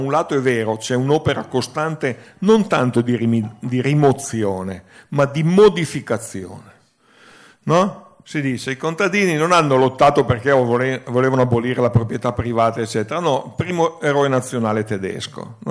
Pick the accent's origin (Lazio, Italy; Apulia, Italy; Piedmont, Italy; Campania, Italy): Piedmont, Italy; Turin; non a caso io vengo da Torino